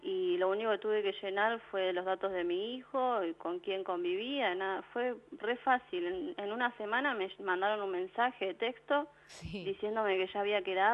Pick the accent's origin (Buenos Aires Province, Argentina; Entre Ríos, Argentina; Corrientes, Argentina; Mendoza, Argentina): Buenos Aires Province, Argentina; Ezpeleta